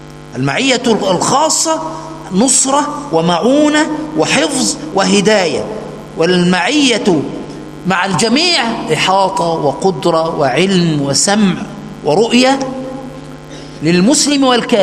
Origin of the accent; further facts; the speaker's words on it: Egypt; عندنا في مصر يقول دول عالم مصلحجية